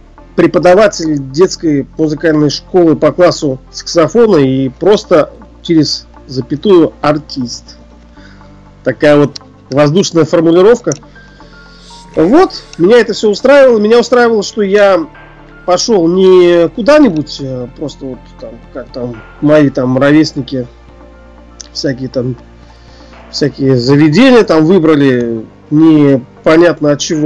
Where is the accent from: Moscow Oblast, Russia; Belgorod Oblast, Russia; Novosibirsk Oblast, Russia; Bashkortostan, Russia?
Bashkortostan, Russia; Ufa; Я родом из Уфы, это Башкирия.